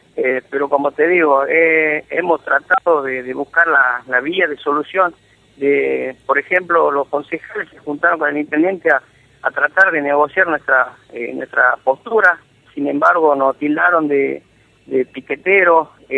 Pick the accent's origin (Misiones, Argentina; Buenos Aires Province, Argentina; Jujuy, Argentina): Jujuy, Argentina; en Salar también somos argentinos